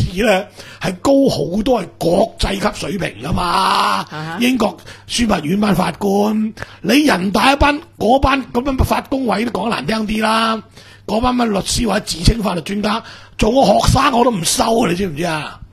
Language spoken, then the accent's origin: Cantonese; Hong Kong; 點解以前第四審，我哋香港人就心甘情願可以咁咧？